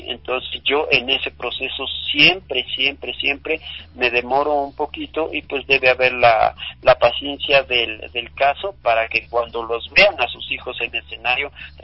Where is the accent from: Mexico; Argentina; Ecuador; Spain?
Ecuador; este país que jamás puede verse sino que debe verse amado y por quienes somos ecuatorianos y somos ciudadanos del mundo